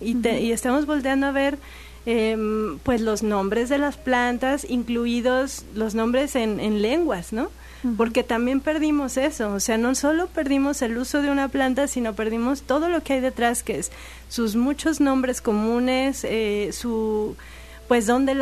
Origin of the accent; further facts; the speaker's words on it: Aguascalientes, Mexico; now in Xalapa, Mexico; yo soy de Aguascalientes y allá era todo seco.